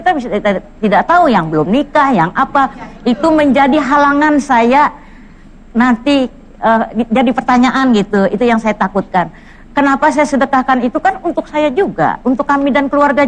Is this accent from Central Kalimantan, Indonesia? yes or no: yes; Palangkaraya, Central Kalimantan, Indonesia; Saya kan dari Palangkaraya, Kalimantan Tengah.